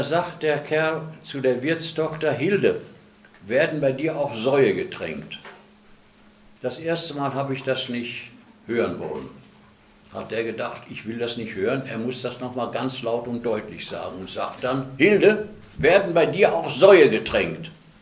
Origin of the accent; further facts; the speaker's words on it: Dortmund, North Rhine-Westphalia, Germany; born there; in Scharnhorst bei Dortmund, wo ich geboren bin. Da war ich da in einer Bergarbeiterfamilie.